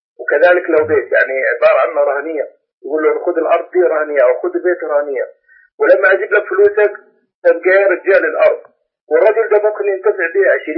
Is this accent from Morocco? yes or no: no; Upper Egypt, Egypt; عندنا في الصعيد يعني ناس كثيرة ماشي بالشيء هذا